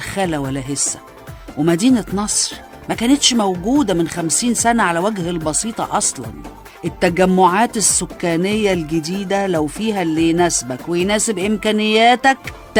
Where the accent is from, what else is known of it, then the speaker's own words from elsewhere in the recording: Egypt; المرض اللي بيصيبنا احنا كمصريين مع استمرار الاعتياد على الزحمة والخنقة والحر